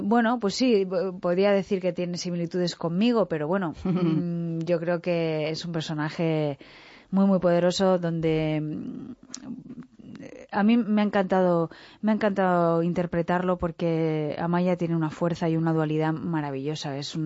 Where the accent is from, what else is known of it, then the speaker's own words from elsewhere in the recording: San Sebastian, Basque Country, Spain; Yo soy de San Sebastián y está relativamente cerca y había ido alguna vez.